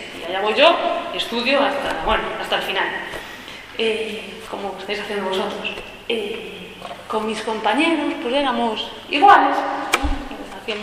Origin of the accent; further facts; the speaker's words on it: Galicia, Spain; moved away; Porque quería sentarme en algún lugar y tener una familia, volví para España y para Galicia, que era mi tierra.